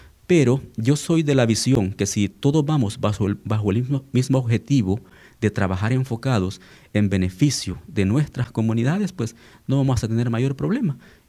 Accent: El Salvador; nosotros como salvadoreños hemos sido gobernados

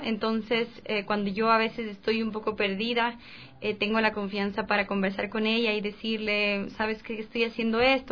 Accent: Cotopaxi, Ecuador; También en Cotopaxi, de donde yo soy, está el Huaco

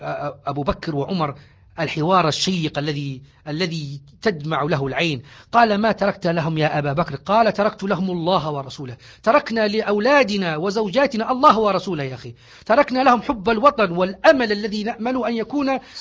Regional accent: Libya; الآن ما من ليبي إلا ويفتخر ويقول أنا ليبي

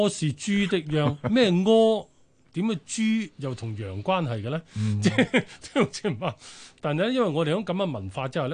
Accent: China; 但係我中國人咧就偏向就超保守啦

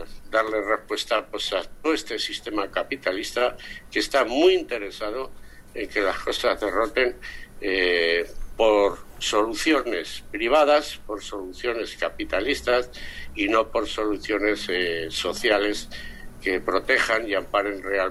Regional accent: Zaragoza, Aragon, Spain; pues soy de Zaragoza

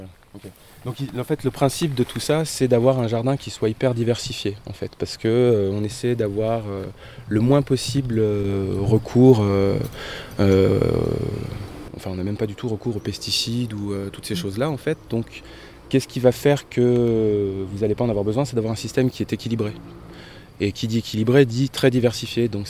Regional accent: Annonay, Auvergne-Rhône-Alpes, France; Alors, à l'origine, on est d'Annonay, tous d'Annonay.

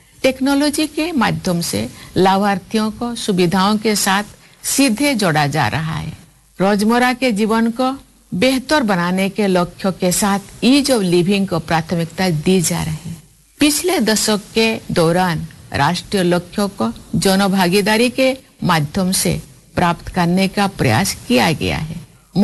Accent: India; प्यारे देशवासियों, ये हमारा सौभाग्य है कि हम भारत भूमि के निवासी हैं।

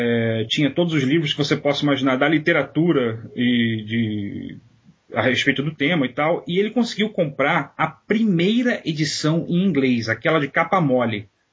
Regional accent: Rio de Janeiro, Brazil; moved away as an adult; Saí do Rio e fui estudar em Campinas, na universidade.

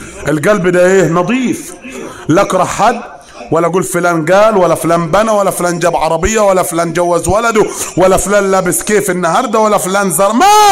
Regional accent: Upper Egypt, Egypt; زي ما بنقول عندنا في الصعيد.

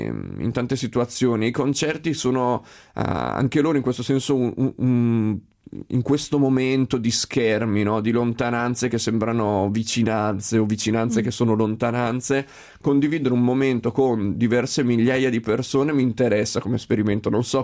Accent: Emilia-Romagna, Italy; Poi io sono emiliano, devo dire che da quelle parti è davvero molto forte

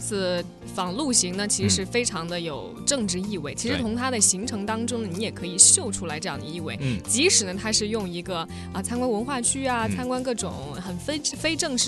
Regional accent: China

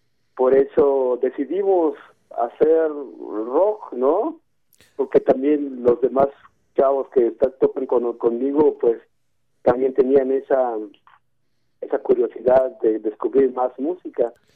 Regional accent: Chiapas, Mexico; first language Tzotzil; Spanish is a second language; la mayoría de nosotros crecimos y nacimos aquí en Chiapas, y pues nuestras mamás hablan el tzotzil.

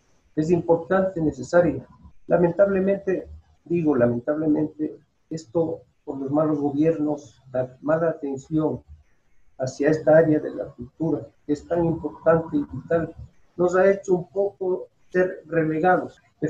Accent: Manabí, Ecuador; Yo soy de origen manabita. Allí crecí, estuve hasta la escuela.

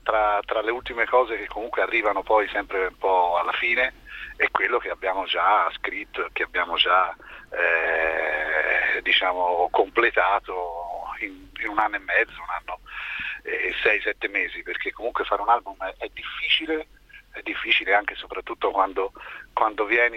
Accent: Tuscany, Italy; io sono Schietto perché sono toscano.

